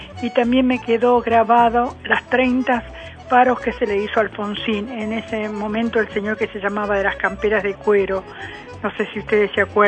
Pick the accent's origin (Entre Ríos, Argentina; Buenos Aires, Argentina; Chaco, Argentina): Buenos Aires, Argentina; soy del barrio de Villa Lugano.